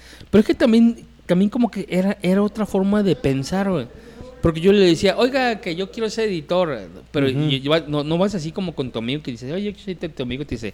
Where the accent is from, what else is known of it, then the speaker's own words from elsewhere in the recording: Mexico; mexicano sí, sí.